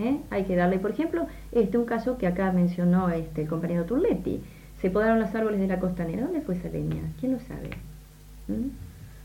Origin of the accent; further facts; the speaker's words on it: Azul, Buenos Aires Province, Argentina; le quiero decir a mi pueblo de Azul